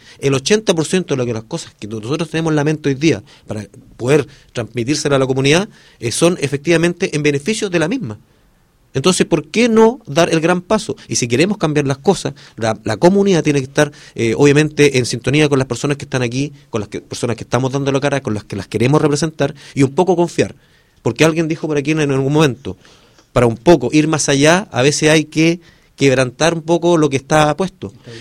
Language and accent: Spanish; Los Molles, Valparaíso, Chile; porque soy de los Molles, porque soy presidente de la Junta de Vecinos nomás.